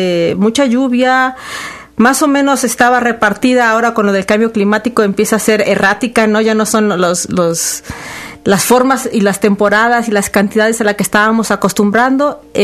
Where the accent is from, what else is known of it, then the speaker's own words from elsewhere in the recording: Orizaba, Veracruz, Mexico; de la zona que yo soy originaria, de Orizaba